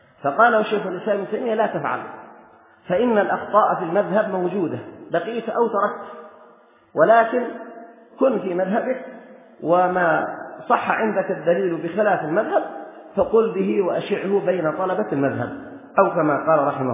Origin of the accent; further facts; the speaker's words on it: Yemen; مثلا في بلدنا اليمن، البلاد التي ينتمي كثير من أهلها إلى